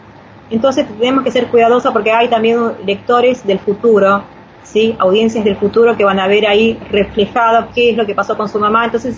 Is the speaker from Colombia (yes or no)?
no; Palermo, Buenos Aires, Argentina; Yo soy de Palermo